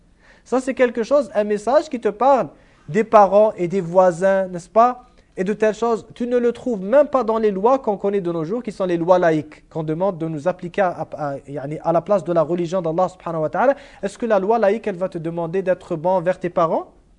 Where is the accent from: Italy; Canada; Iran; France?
Iran; Moi, je viens de l'Iran, je suis chiite d'origine